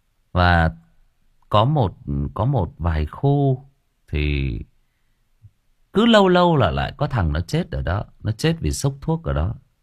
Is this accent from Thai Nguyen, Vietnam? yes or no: yes; Thai Nguyen, Vietnam; tôi sinh ra và lớn lên ở Thái Nguyên, và tôi lớn lên trong đúng cái giai đoạn mà cái thành phố Thái Nguyên của chúng tôi nó hỗn loạn nhất